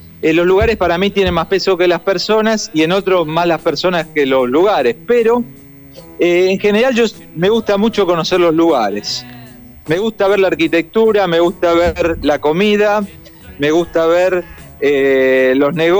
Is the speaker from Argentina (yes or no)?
yes; Argentina; Tengo 6 ciudadanos de la Comunidad Europea, soy argentino y tengo hondureño por naturalización.